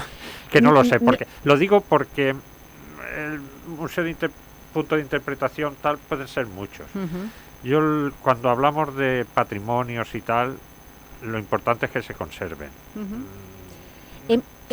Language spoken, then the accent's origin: Spanish; Valencian Community, Spain; somos valencianos, pertenecemos a la comunidad valenciana.